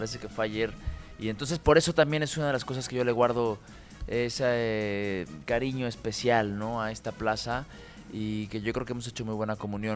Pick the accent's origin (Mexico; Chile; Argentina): Mexico; como yo, como mexicano, como casi de queretano de adopción